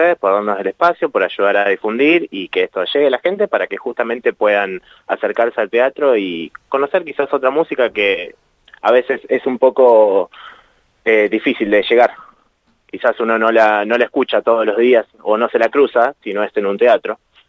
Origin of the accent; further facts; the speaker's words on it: General Pico, La Pampa, Argentina; Yo soy de Pico, empecé a tocar en el ensamble de vientos de Pico